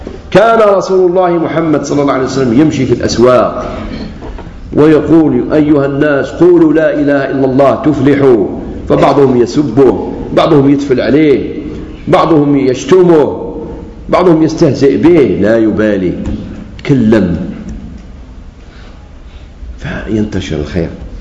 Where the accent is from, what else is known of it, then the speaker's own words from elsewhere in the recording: Algeria; كما قلت لكم قبل ما تصرف فتنة الدماء عندنا في الجزائر